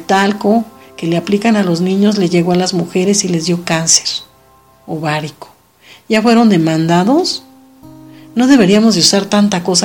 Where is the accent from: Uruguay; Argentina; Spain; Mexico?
Mexico; Porque siendo mexicanos no sabemos muchos lo que está pasando en el país.